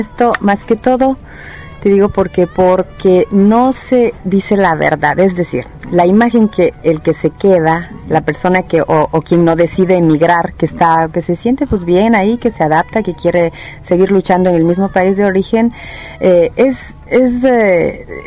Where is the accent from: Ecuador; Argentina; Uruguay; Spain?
Ecuador; now in Italy; se me venía a la mente la fase de mi salida del Ecuador